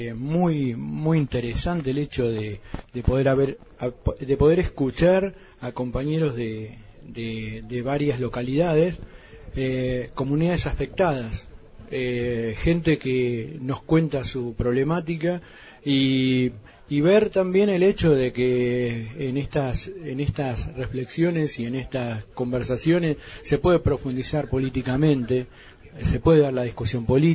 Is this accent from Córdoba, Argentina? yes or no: no; Bariloche, Río Negro, Argentina; Bueno, yo soy de Bariloche